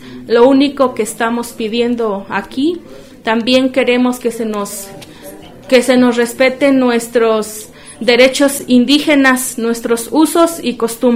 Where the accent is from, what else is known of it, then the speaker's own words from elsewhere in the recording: San Pedro Tlanisco, State of Mexico, Mexico; Nosotros venimos del Estado de México, del pueblo indígena de San Pedro Tlanisco, municipio de Tenango del Valle.